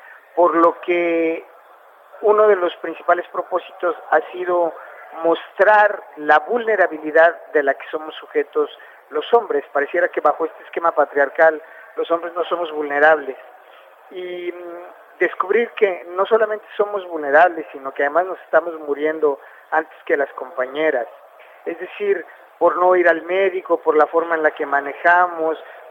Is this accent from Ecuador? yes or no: no; Mexico; el machismo es una construcción cultural que se acuñó en mi país, en México